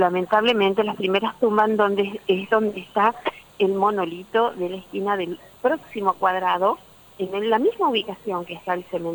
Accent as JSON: {"language": "Spanish", "town": "Arocena", "region": "Santa Fe", "country": "Argentina", "tie": "born or raised there", "said": "Yo soy de Arocena, nacida en Arocena."}